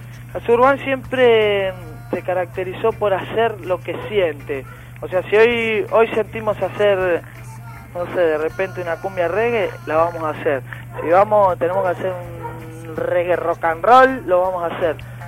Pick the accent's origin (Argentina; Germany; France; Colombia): Argentina; Chingolo, Buenos Aires Province; yo acá nací en Chingolo y me acuerdo cuando iba a la zanja de la esquina de mi casa a cazar anguilas, ranas, de poder jugar a la pelota en la puerta de mi casa.